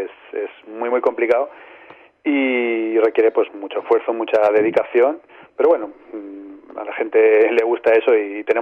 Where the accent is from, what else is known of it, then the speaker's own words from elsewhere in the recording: Albacete, Castilla-La Mancha, Spain; la banda, aunque somos la mayoría de Albacete